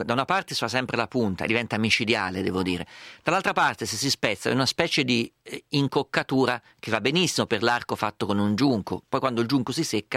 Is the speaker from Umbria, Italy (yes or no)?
yes; Umbria, Italy; io vengo dall'Umbria, che è molto collinosa, quindi le trovavo le discese.